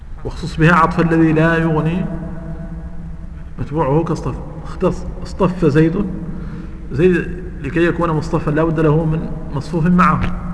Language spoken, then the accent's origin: Arabic; Mauritania; انا ادركت هذا عندنا في موريتانيا